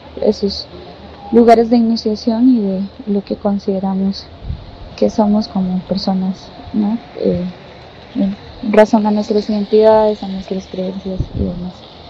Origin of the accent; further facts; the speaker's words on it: Costa Rica; born there; soy centroamericana, nacida en Costa Rica